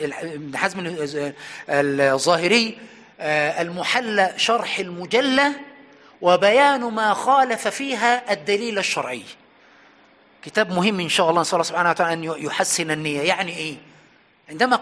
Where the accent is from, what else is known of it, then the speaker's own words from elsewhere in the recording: Aswan, Aswan Governorate, Egypt; يعني وأنا صغير في أسوان كانت هناك بقرة ركبت عليها